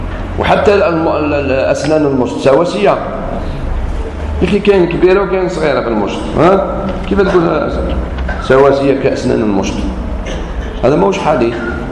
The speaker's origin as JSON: {"language": "Arabic", "country": "Algeria", "said": "نقولها سمحين أنا جزائري"}